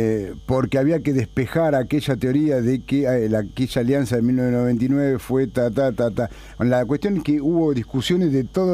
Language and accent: Spanish; Buenos Aires Province, Argentina; yo también soy bonaerense